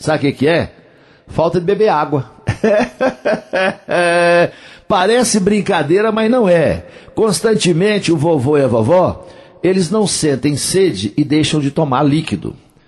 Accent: Coromandel, Minas Gerais, Brazil; lá na minha terra, em Coromandel

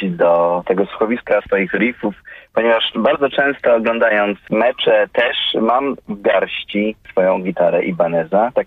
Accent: Rzeszów, Subcarpathian Voivodeship, Poland; Ja wychowałem się w Rzeszowie

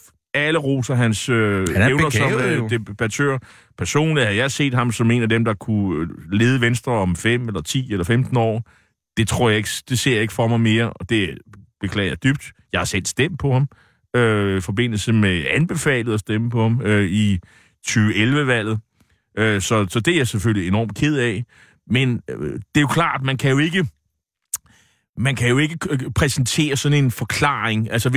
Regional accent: Nexø, Capital Region of Denmark, Denmark; min gamle hjemby, Nexø på Bornholm.

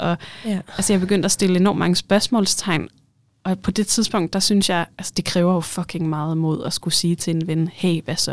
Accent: North Denmark Region, Denmark; når jeg siger mand, så mener jeg mig, jeg er jo nordjyde.

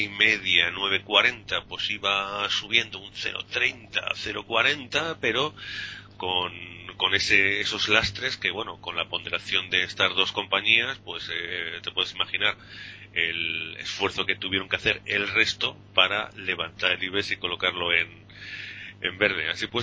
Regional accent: Aragon, Spain; como cabezota que soy, por aragonés y eso, que nos dicen que somos muy cabezudos

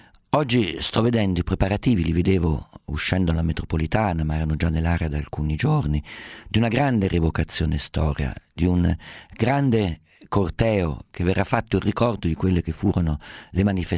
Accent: Umbria, Italy; Siccome sono umbro, siccome sono abituato a vedere persone in polpe medievali, persone con stendardi, bandiere, sbandieratori, balestrieri

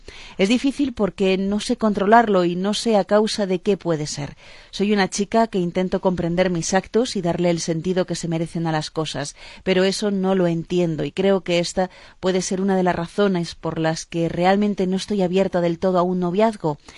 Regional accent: southern Spain, Spain; los que somos del sur de España tenemos siempre chistes para todo

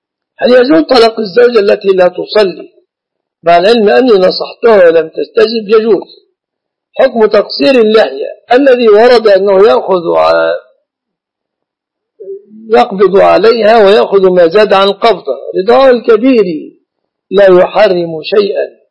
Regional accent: Jordan; الخطبة عندنا في الأردن تكون مكتوبة

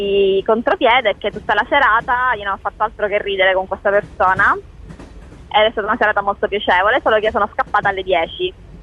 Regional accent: Sicily, Italy; Siciliana, sì.

